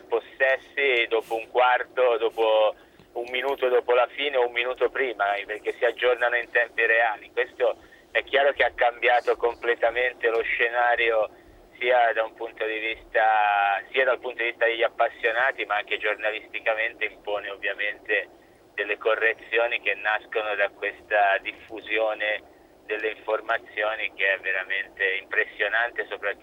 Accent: Livorno, Tuscany, Italy; Ma io sono livornese

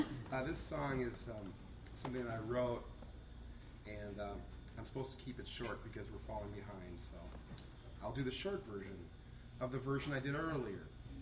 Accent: Minneapolis, Minnesota, United States; I'm from the South Side of Minneapolis. Minneapolis, South Side.

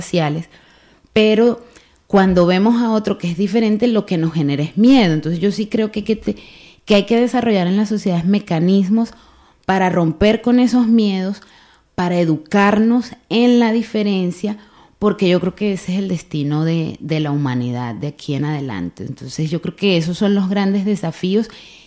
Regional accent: Bilbao, Basque Country, Spain; en el caso aquí de, de Bilbao como bilbaínos, como que hemos nacido aquí, hemos estado toda la vida aquí

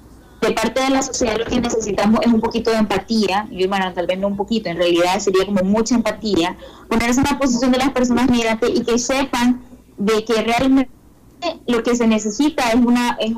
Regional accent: Nicaragua; nosotros como nicaragüenses en otros países

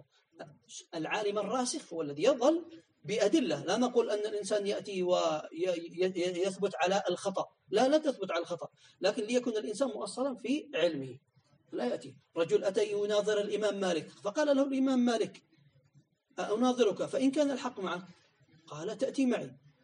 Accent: Yemen; عندنا في اليمن يقال هكذا

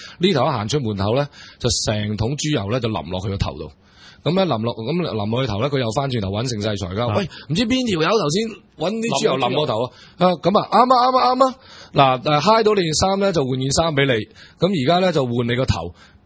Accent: Hong Kong; 即係嗱，我哋好有資格去講，因為我哋香港人，我哋亦都個即係一種殖民主義嘅年代

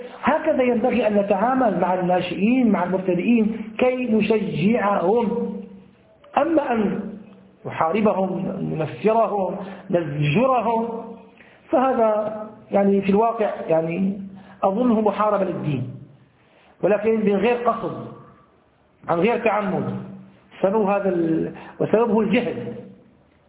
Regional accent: Damascus, Damascus Governorate, Syria; أول خطبة حضرت فعلتها في مسجد عندنا في دمشق حي الشاغور

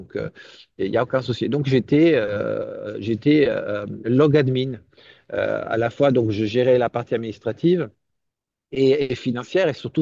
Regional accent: France; now in Italy; Je suis actuellement en Italie. Et je suis français. En fait, ma mère, elle est française et mon père est italien. Donc, un bon mélange de cultures.

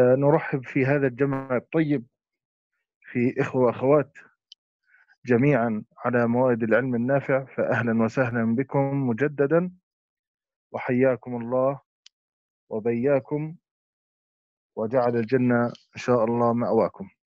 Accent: Jordan; ومنها هي بلدي الأردن

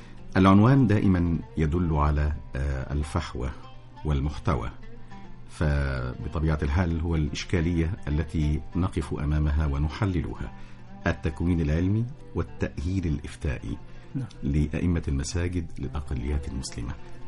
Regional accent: Egypt; وتهم أمرنا جميعا كمصريين

